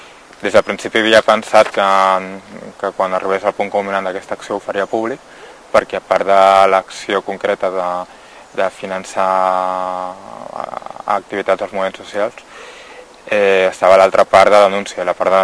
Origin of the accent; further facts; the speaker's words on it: Vilanova i la Geltrú, Catalonia, Spain; born there; now in Barcelona, Spain; vaig néixer a Vilanova i la Geltrú, ara fa 32 anys. I bueno, fa dos o tres anys aquí a Barcelona, que és on he viscut els darrers 10 anys